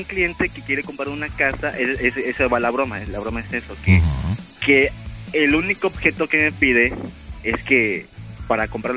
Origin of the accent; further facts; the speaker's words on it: Puebla, Mexico; No, porque ya ves cómo somos poblanos, ¿no?